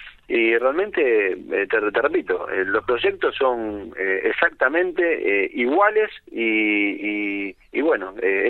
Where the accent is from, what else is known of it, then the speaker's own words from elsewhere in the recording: Avellaneda, Buenos Aires Province, Argentina; born there; yo jugué en divisiones inferiores, en infantiles en Racing, nací en Avellaneda.